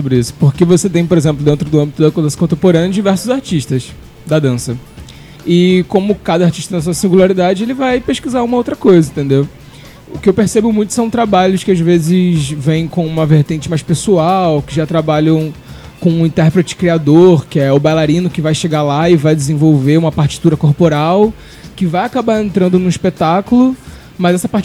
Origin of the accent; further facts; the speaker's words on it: Rio de Janeiro, Brazil; now in Recife, Brazil; Eu sou do Rio de Janeiro, cheguei em Recife há mais ou menos um ano